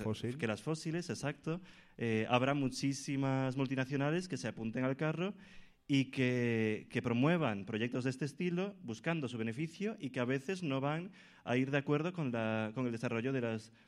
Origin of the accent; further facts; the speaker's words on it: Ordes, Galicia, Spain; en Galicia, yo soy de Ordes, de un pueblecín de A Coruña, de la provincia de Coruña